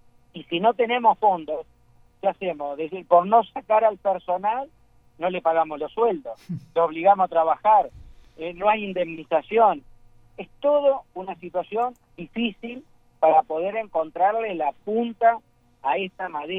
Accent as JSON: {"language": "Spanish", "region": "Maldonado", "country": "Uruguay", "tie": "born there", "said": "yo soy nacido acá en Maldonado y hace 35 años que administro edificios."}